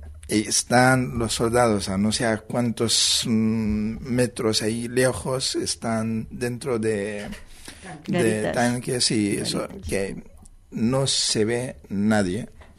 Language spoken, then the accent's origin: Spanish; Gaza Strip, Palestine; en Gaza, en la zona de Jan Yunes, y especialmente en mi pueblo